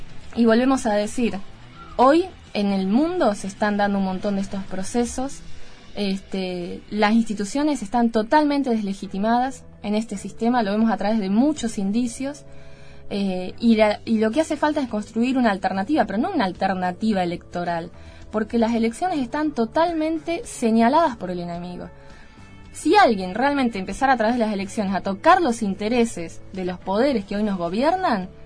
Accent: Argentina; propio de la historia que tenemos como argentinos

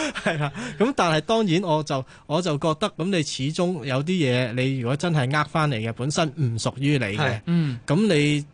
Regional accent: China; 我哋中國人好多時候咧，遇到一啲唔好嘅能量都係話係煞嚟嘅

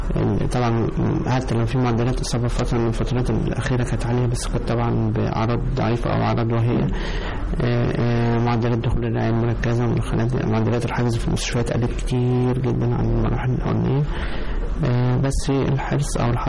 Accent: Egypt; خليني بس أنا بفخر إن أنا طبيب مصري

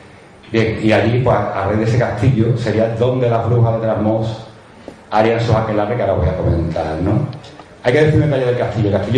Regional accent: Moncayo, Aragon, Spain; Yo soy de Moncayo, Moncayo está en Zaragoza.

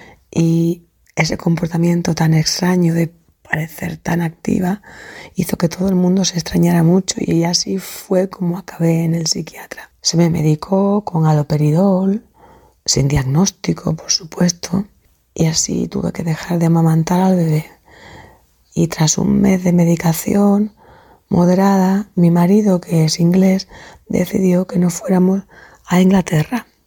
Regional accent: Seville, Andalusia, Spain; soy de Sevilla y tengo 61 años.

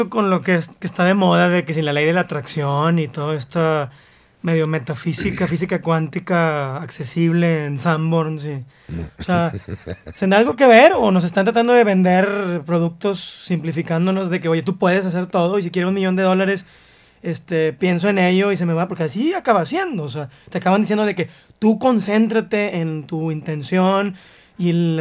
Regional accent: Mexico; estamos juntos porque somos mexicanos, porque si no somos mexicanos, ¿qué somos?

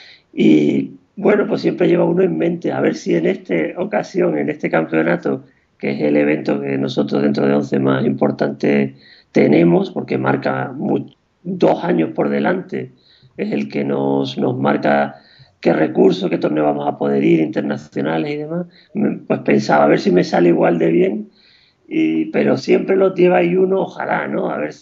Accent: Huelva, Andalusia, Spain; me federé en Huelva, que es mi ciudad natal

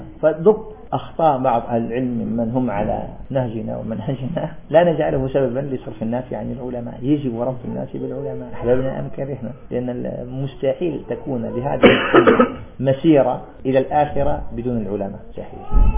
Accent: Algeria; قول طالب علم في عندنا في الجزائر

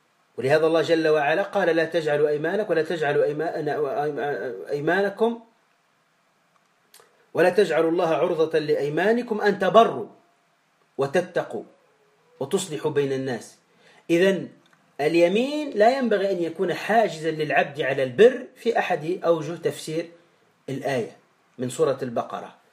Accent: Tunisia; كما نقول عندنا في تونس الفقر والعنترة

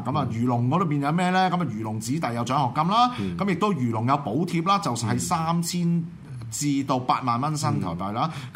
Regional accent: Hong Kong; 佢根本就唔當我哋香港人係人。

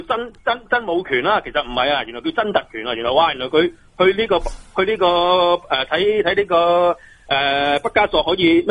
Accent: Hong Kong

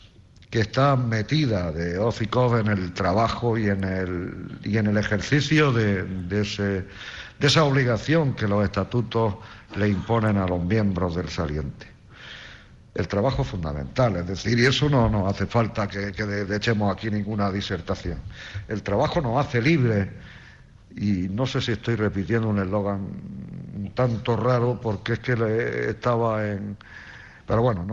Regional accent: Albor, Spain; yo soy de aquí, de Albor también

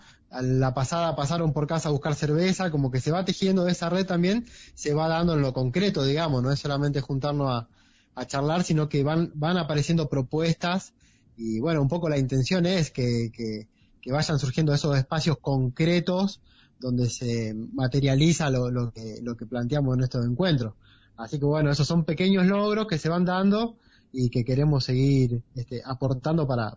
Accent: Cosquín, Córdoba, Argentina; Como yo soy de acá de Cosquín.

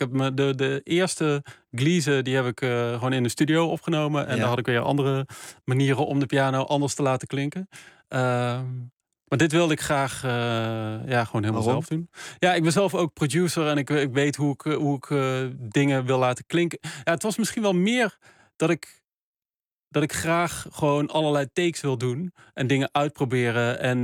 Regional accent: Geldrop, North Brabant, Netherlands; zijn delen uit het dorp waar ik vandaan kom. Gelderop, in het zuiden van. Dus bij Eindhoven, het zuiden van Nederland.

